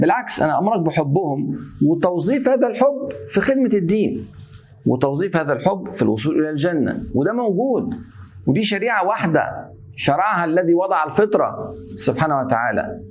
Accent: Egypt; يعني إن أنا أتهم بحب البلد عشان أنا مصري وبتكلم على فضل مصر

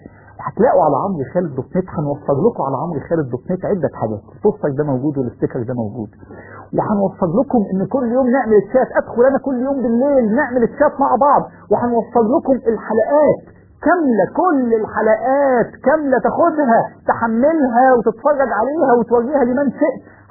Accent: Egypt; حتى لو كان الظالم أصل المصريين وأنا مصري

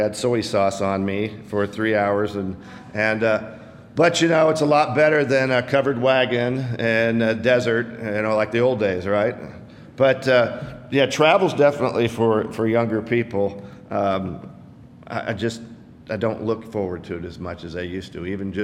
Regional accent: Seattle, Washington, United States; moved away as an adult; I was born and raised in Seattle. Came here in 1978 to go to college and the Lord said, this is where you're going to stay.

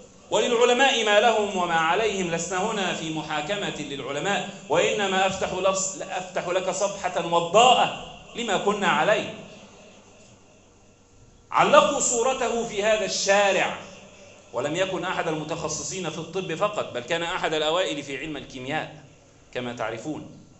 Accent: Egypt; اللهم احفظ بلدنا مصر وسلمها من كل سوء وشر

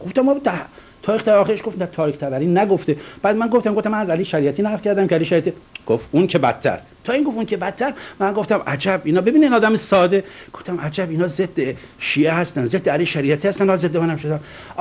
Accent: Iran; من از ایران اومدم شیعه هستم

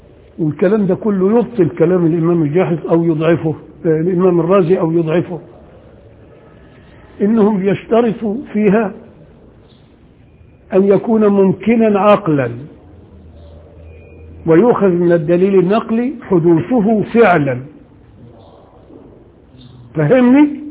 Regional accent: Upper Egypt, Egypt; عشان أنا ساعات يعني بقى أنا راجل صعيدي وبغير على اللي هنا

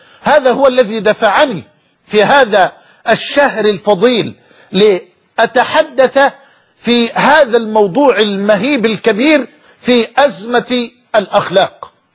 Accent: Egypt; وأن بلدنا مصر تمر بمرحلة حرجة

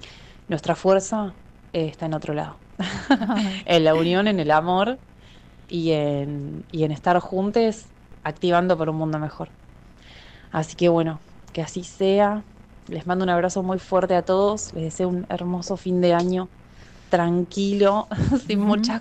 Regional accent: Mar del Plata, Buenos Aires Province, Argentina; de Mar del Plata, activista por los derechos de los animales y ceramista.

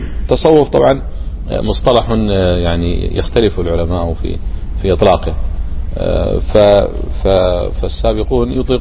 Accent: Kuwait; موجود عندنا في الكويت هنا

